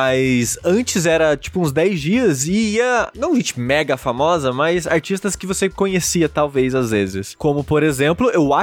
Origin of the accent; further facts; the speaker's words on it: Queluz, São Paulo, Brazil; na minha cidade natal, Queluz, interior de São Paulo, a maior festa do ano que tem lá é a festa de São João